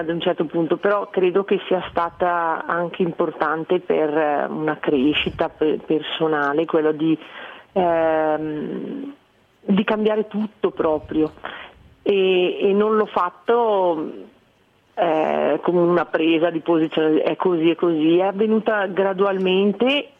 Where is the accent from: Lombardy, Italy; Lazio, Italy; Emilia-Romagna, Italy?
Lombardy, Italy; Santa Caterina Valfurva; born there; Santa Caterina, mio paese, dove sono nata